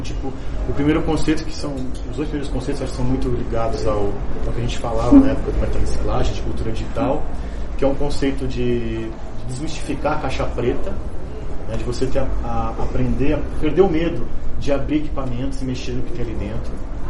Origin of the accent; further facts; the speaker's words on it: Santo André, São Paulo, Brazil; eu sou de Santo André